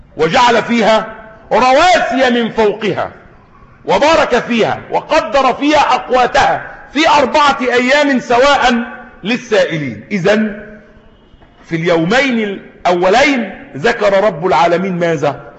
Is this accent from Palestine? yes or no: no; Egypt; عندنا في مصر هنا